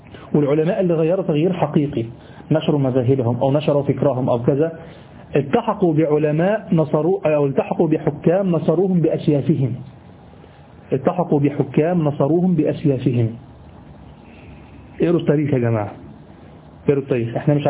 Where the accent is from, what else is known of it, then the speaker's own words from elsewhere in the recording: Egypt; في حاجة غريبة عندنا في مصر، في حاجة غريبة يعني